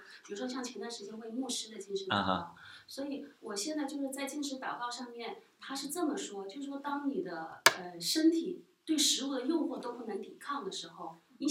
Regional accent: Hunan, China; 那么再加上我是湖南人，吃的口味香辣麻辣

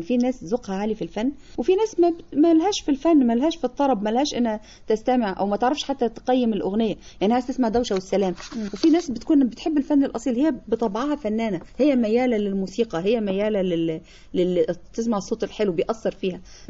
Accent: Nag Hammadi, Qena Governorate, Egypt; نجا حمادي

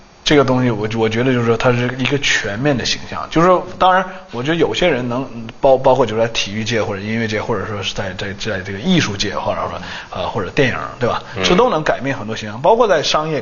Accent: China; 因为我觉得作为一个中国人

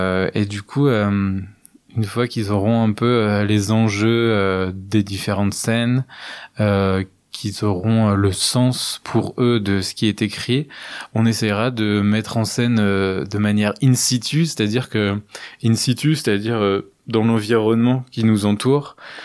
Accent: Montureux-le-Sec, Grand Est, France; Et c'est ce que je propose depuis maintenant 3-4 ans à Montureux-le-Sec, dans mon village natal, là où j'ai commencé à faire du théâtre.

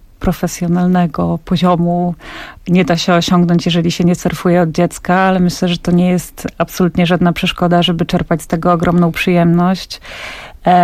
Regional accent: Podlaskie Voivodeship, Poland; jestem z Podlasia, więc tam za bardzo okazji do tego nie było.

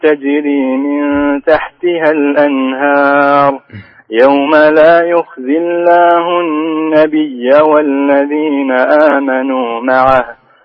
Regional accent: Pakistan; أنا من باكستان.

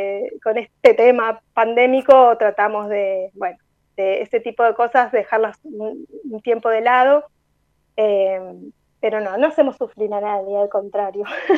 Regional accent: Buenos Aires, Argentina; que está acá en nuestro barrio, en Parque Patricios. Nosotros también somos de Parque Patricios.

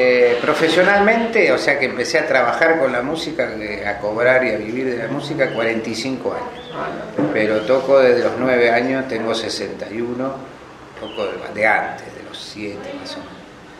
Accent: Morón, Buenos Aires Province, Argentina; born there; now in Bariloche, Argentina; No, nací en Buenos Aires, en Morón. Y vine en el año 69.

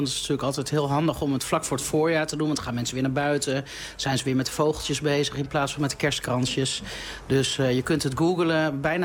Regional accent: Deventer, Overijssel, Netherlands; Vroeger als klein kindje ging ik met mijn vader en moeder heel vaak naar, bij ons in Deventer, het Kolkbos heten.

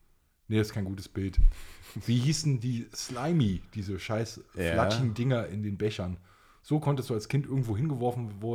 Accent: Stuttgart, Baden-Württemberg, Germany; da wir kommen ja aus Stuttgart und fahren aus Baden-Württemberg

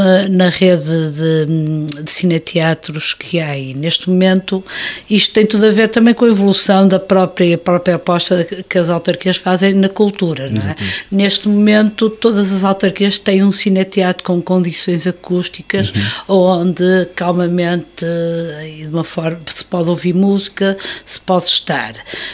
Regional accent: Porto, Portugal; Nós somos uma banda de Porto, assumidamente, apesar de agora, não vivemos no Porto, nós somos do Porto, nascemos no Porto, é a nossa cidade.

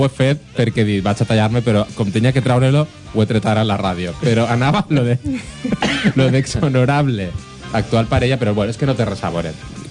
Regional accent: Alcoy, Valencian Community, Spain; I jo, que sóc d'Alcoi, que és una ciutat, però per a mi és un poble de 560.000 habitants.

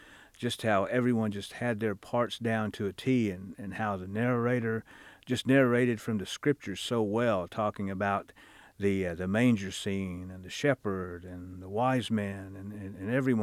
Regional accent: Pryor, Oklahoma, United States; and I'm from Pryor, Oklahoma.

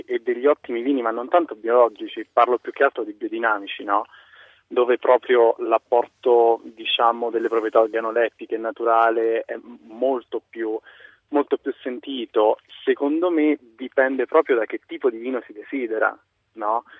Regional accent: Abruzzo, Italy; Io sono abruzzese, conosco dei Montepulciani

